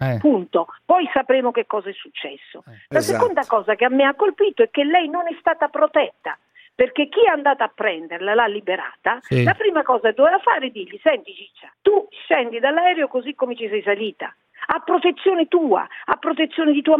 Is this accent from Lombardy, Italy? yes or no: no; Rome, Lazio, Italy; born there; noi siamo cattolici perché siamo nati a Roma